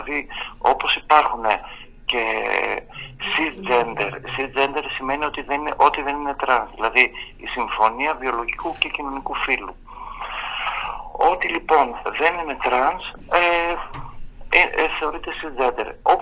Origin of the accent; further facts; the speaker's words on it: Ioannina, Epirus, Greece; Εγώ γεννήθηκα στην επαρχία, στα Γιάννενα, και μεγάλωσα σε ένα περιβάλλον, ας το πούμε, πατριαρχικό, σχετικά ομοφοβικό και τρανσφοβικό